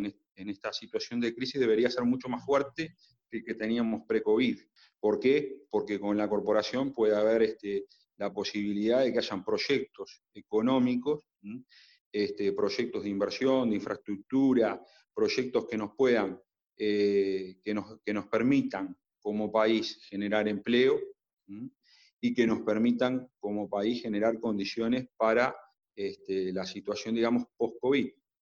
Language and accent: Spanish; Uruguay; lo que nos debería importar a nosotros como uruguayos, qué papel va a jugar el Estado